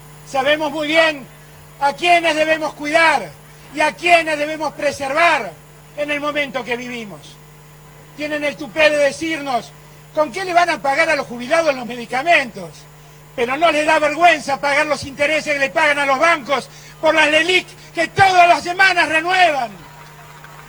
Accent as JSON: {"language": "Spanish", "country": "Argentina", "said": "Somos la Argentina, somos un país enorme que ha soportado dictaduras y ha vuelto"}